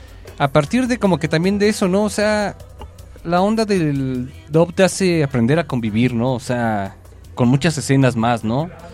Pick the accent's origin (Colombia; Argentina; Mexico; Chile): Mexico; ahorita que ya a nosotros como mexicanos nos podemos conocer música de Japón